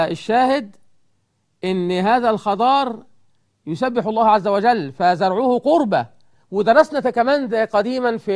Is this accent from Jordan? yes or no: no; Egypt; إحنا كمصريين، أنا مصري، عشان تقول بتشتمنا ليه؟ أنا مصري